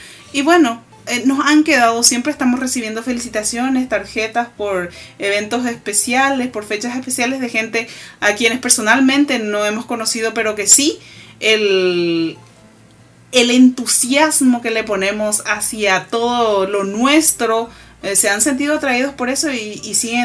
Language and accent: Spanish; Paraguay; los valores culturales que nosotros tenemos como paraguayos, nuestra paraguayidad, como decimos normalmente nosotros.